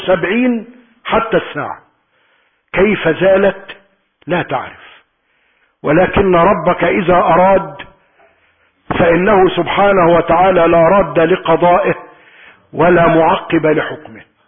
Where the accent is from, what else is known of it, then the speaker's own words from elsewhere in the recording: Egypt; اللهم احفظ بلدنا مصر من كل سوء